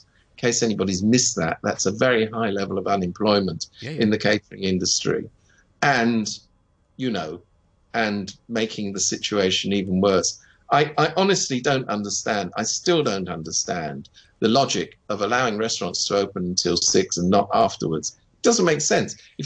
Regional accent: United Kingdom; I speak as a Brit, so I know what I speak.

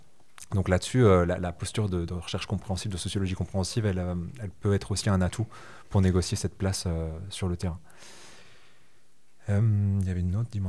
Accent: France; quand vous enquêtez en Allemagne en tant que petit Français

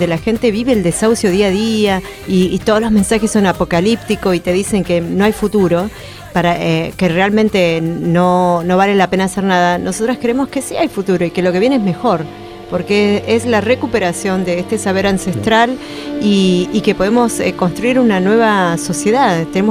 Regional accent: Chubut, Argentina; soy de la Nación Mapuche, vengo de la provincia de Chubut, de la comunidad Mapuche Pilian Mahuiza

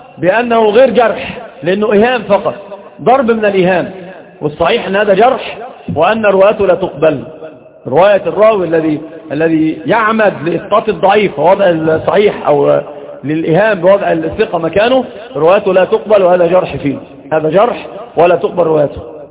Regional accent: Egypt; سيب بورسعيد دي في القاهره يعني عندنا في مصر

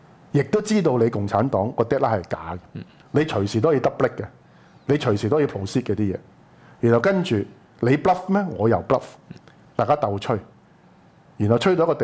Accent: Hong Kong; 第一，佢要將個責任抌落去我哋香港人嗰度。

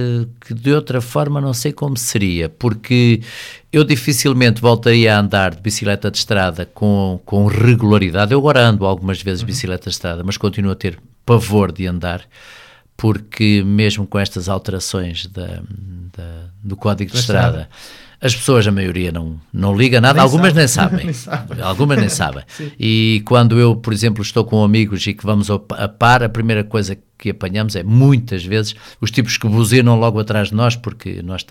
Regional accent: Pontével, Santarém, Portugal; Apenas um ano da minha vida, pela minha vida pessoal, vivi fora, mas vinha regularmente a Pontevel e hoje voltei à minha terra, hoje, já há 11 anos novamente, e voltei à minha terra e é ali que espero continuar.

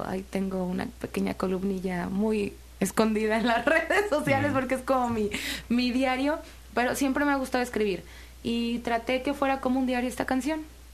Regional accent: Xalapa, Veracruz, Mexico; Yo soy jalapeña y muchas cosas he vivido, he sentido aquí totalmente.

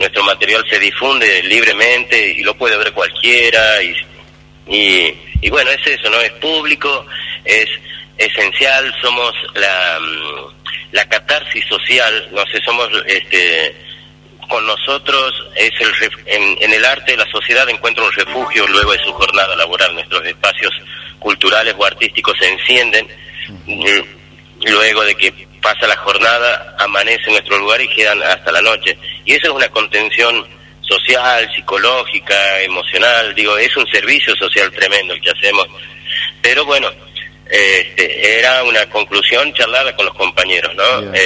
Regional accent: Tucumán, Argentina; me encuentro en Buenos Aires, en el tiempo de pandemia, y como tucumano sentía que llegaba el 9 de julio

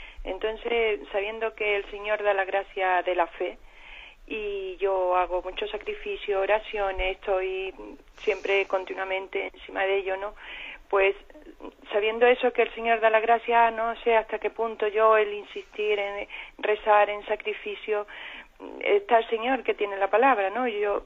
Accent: Málaga, Andalusia, Spain; de Málaga.

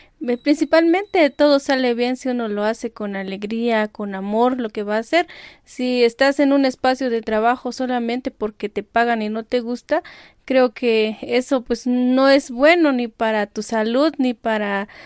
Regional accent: Las Margaritas, Chiapas, Mexico; soy del Ejido Veracruz, municipio de Las Margaritas, Chiapas

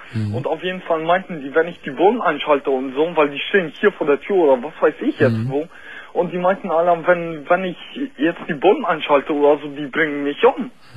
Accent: Poland; Nein, ich bin jetzt, also ich bin Pole, also halb Pole, halb Russe.

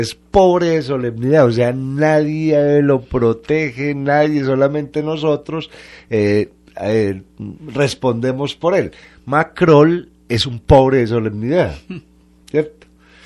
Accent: Colombia; los colombianos no somos todos malos

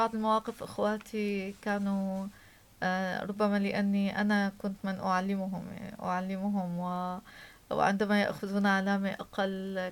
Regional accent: Homs, Homs Governorate, Syria; also born or lived in Damascus; now in Tartus, Syria; أنني ولدت في دمشق، طفولتي ومراهقتي في حمص، وتخرجت والآن في طرطوس. فعشنا فيما في مع جميع أبناء سوريا.

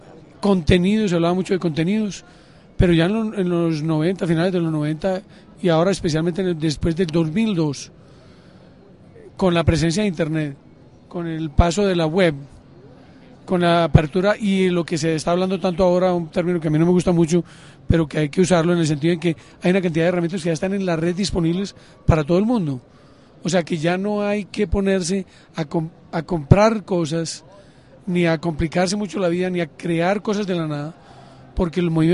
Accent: Colombia; soy profesor de la Universidad de Bergen, pero vivo, soy colombiano y trabajo en un proyecto en Medellín.

